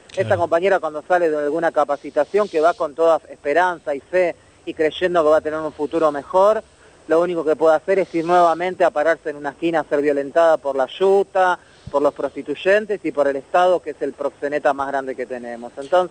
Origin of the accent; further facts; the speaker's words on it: Lomas del Mirador, Buenos Aires Province, Argentina; yo soy de ahí de Loma Admirador también